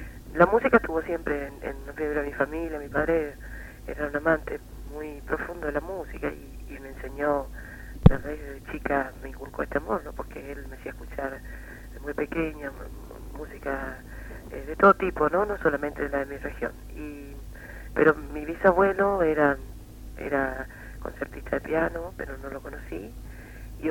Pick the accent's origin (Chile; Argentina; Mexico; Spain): Argentina; Corrientes; moved away as an adult; now in Buenos Aires, Argentina; yo me había invitado a cantar en mi ciudad natal, que es Corrientes Capital, y la zona de influencia